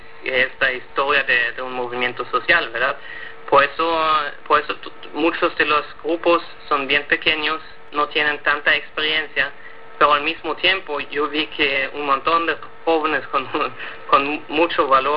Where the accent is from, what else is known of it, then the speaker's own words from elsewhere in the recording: Schleswig-Holstein, Germany; Spanish is a second language; now in Nicaragua; yo soy de la frontera entre Alemania y Dinamarca originalmente, pero actualmente estoy aquí en Nicaragua escribiendo mi tesis de doctorado